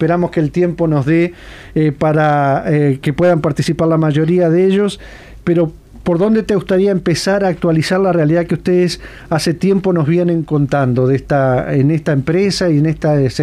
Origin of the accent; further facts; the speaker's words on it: Uruguay; como los uruguayos hemos hecho por el mundo, han llegado a nuestro país